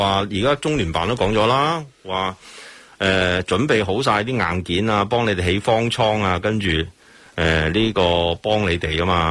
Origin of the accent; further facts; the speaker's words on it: Hong Kong; 你叫我哋香港人唔出街